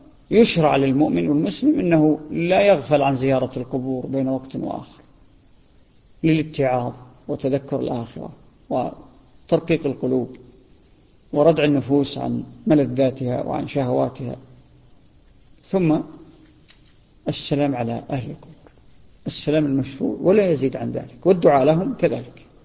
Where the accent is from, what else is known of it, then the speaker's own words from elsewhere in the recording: Saudi Arabia; ظاهرة هي عندنا في السعودية